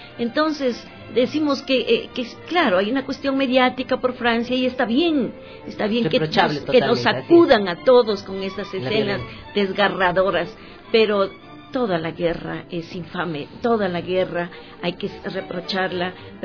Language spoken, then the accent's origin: Spanish; Ecuador; Como ecuatorianas, pues